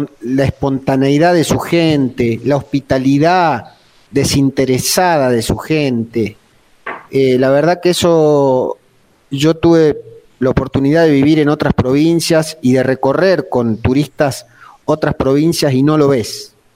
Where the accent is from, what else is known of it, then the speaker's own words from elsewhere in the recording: Belén, Catamarca, Argentina; also born or lived in Santa Fe; La verdad, yo soy santafesino de nacimiento. Por cuestiones laborales de mi padre, vinimos a Belén en el año 1984, yo tenía 8 años. Acá terminé la escuela primaria, hice hasta séptimo grado